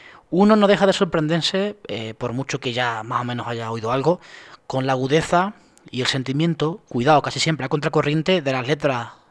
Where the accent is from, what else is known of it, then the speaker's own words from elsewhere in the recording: Extremadura, Spain; No lo digo por chauvinismo porque yo no soy andaluz, ya quisiera, soy extremeño